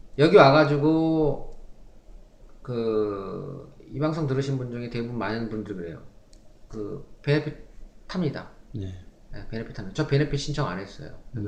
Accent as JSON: {"language": "Korean", "country": "South Korea", "said": "그거는 제가 대한민국 사람이기 때문에"}